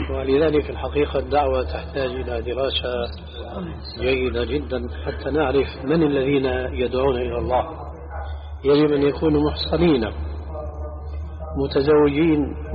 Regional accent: Levant, Syria; كما يقولون عندنا بالشام خليط مليط

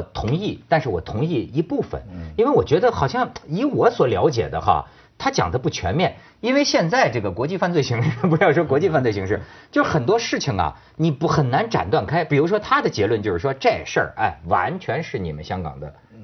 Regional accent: China; also born or lived in Hong Kong; 我作为一个这个土生土长的大陆人，但是在香港生活多年，是吧，高度爱国爱港的这个人士

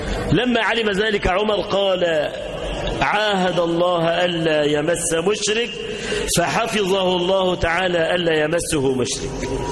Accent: Egypt; اللهم اجعل بلدنا مصر آمنة مطمئنة

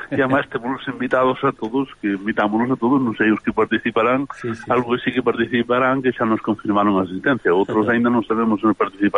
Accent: Galicia, Spain; moved away; porque somos galegos, pero somos catalanes tamén.

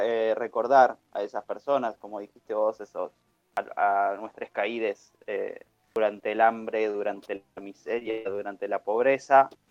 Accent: Claypole, Buenos Aires Province, Argentina; yo soy de Don Orione, un barrio de Claypole

